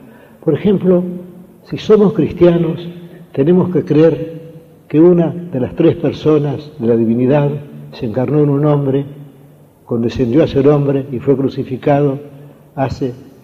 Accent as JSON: {"language": "Spanish", "country": "Argentina", "said": "¿Qué es, me he preguntado yo muchas veces, ser argentino? Ser argentino es sentir que somos argentinos."}